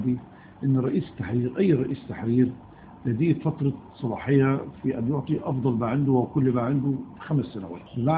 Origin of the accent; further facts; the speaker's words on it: Egypt; دايما عندنا في مصر ظاهرة ثورة إلا خمسة